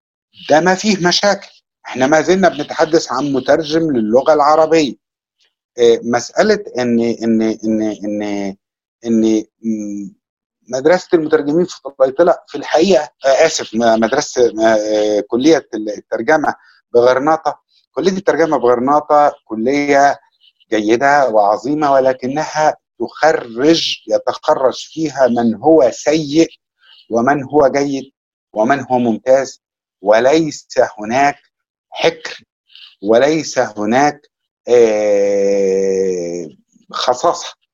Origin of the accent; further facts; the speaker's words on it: Egypt; أو كمصري لأدبي ولثقافتي أنا أعتقد أنها مختلفة